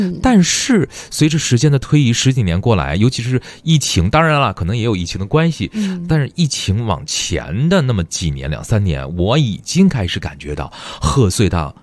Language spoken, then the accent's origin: Chinese; China; 因为我们作为中国人，就是觉得自己的祖国真的是幅员辽阔哈